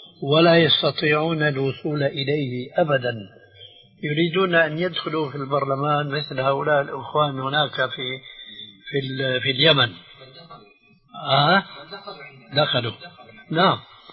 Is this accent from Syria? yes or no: yes; Syria; عندنا في سوريا